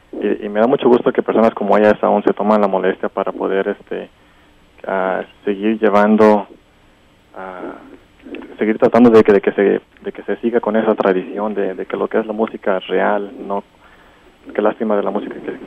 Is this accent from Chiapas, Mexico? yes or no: no; Zacatecas, Mexico; Originario de Zacatecas